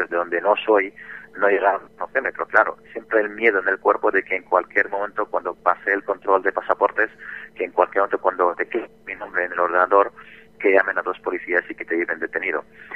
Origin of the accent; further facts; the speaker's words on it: Syria; Spanish is a second language; moved away as an adult; La última imagen, que yo no soy de Damasco. Uh-huh. Y no pude ni siquiera ir al pueblo del cual soy para despedirme de mi familia.